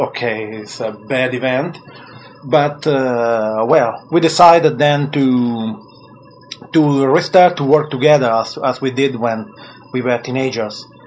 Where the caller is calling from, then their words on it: Italy; English is a second language; I am calling from Italy